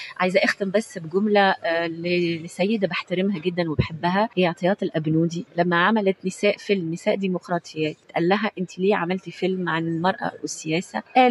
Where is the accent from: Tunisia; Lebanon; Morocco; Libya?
Tunisia; أنا تونس مثلا، أنا تونسية، تونس تقدمت جدا في حقوق المرأة